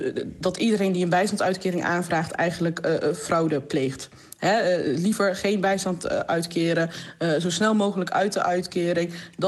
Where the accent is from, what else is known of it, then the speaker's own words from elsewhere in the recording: Georgia; Dutch is a second language; now in Netherlands; Ik kom oorspronkelijk uit Georgië, 94 naar Nederland toegekomen.